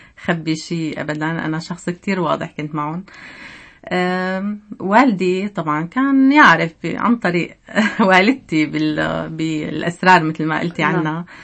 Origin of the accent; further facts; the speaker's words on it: Damascus, Damascus Governorate, Syria; طبعا أنا ولدت وعشت في دمشق، بالصيف مثل كل الأسر نجي على طرطوس، نجي زيارات.